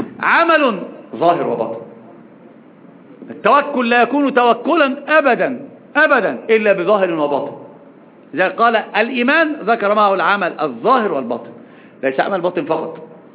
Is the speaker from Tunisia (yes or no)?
no; Egypt; وطبعا أصلا المثل العجيب عندنا في مصر عند المقاهي والدكك يقولون إيش؟